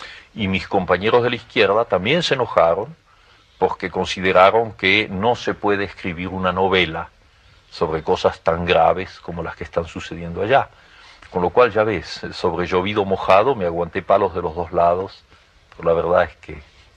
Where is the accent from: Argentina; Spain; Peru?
Argentina; Ahora, quien me lo encargaba era yo mismo como argentino.